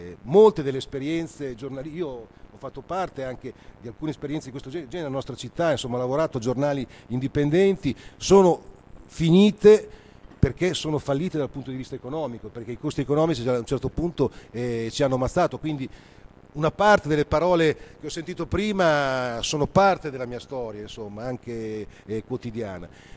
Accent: Bologna, Emilia-Romagna, Italy; La città di Bologna, io sono di Bologna, negli anni 70 era famosa a livello internazionale

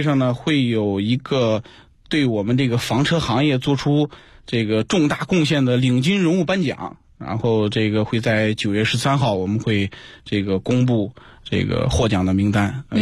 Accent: China

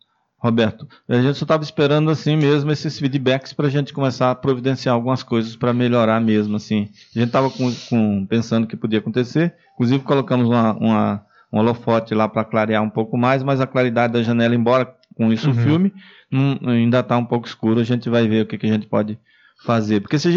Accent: Northeast Region, Brazil; Eu sou nordestino, pelo amor de Deus, eu sou dos 40 graus, eu não sou da Sibéria, não, né?

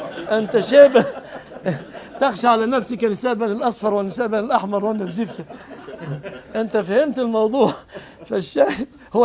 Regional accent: Egypt; ما فيش بلدنا مصر كلام عصيات

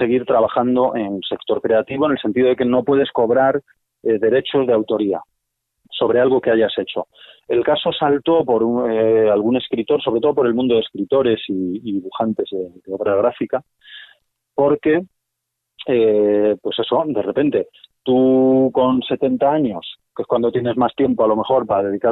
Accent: Madrid, Community of Madrid, Spain; Nosotros tenemos el ala oeste y el ala este, porque somos de Vallecas

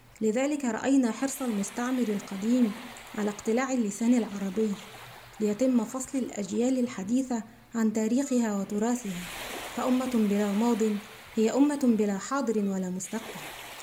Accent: Gharbia, Egypt; شاعرة مصرية من مواليد محافظة الغربية وأعيش بها.

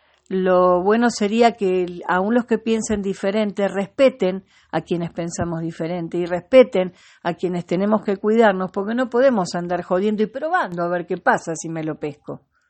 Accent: Argentina; Soy de acá porque elegí hace muchos años este lugar para vivir y soy argentina. No me importa dónde nací, nací en la Argentina

